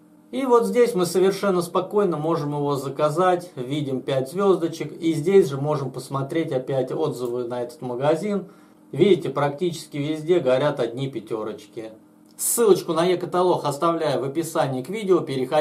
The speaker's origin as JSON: {"language": "Russian", "town": "Voronezh", "region": "Voronezh Oblast", "country": "Russia", "said": "С Воронежа, я же вам сказал."}